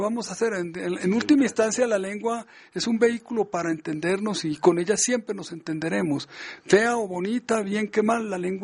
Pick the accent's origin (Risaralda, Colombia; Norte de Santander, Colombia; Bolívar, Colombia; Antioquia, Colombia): Antioquia, Colombia; Medellín; accent: Antioquian; por el habla colombiana o antioqueña, que es la de mi tierra, la de la ciudad de Medellín.